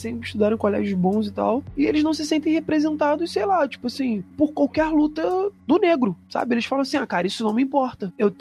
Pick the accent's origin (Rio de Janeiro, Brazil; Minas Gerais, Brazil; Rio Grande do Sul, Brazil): Rio de Janeiro, Brazil; Eu vim da Baixada, né? Do Rio de Janeiro, de comunidade.